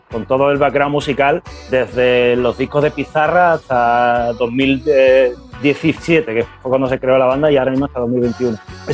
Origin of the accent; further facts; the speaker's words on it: United States; Spanish is a second language; yo soy gringo y toco la guitarra